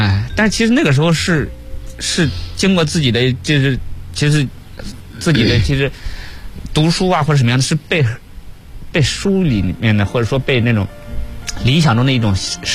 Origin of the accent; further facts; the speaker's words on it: Xinjiang, China; 因为我家是新疆的，我说我就想在新疆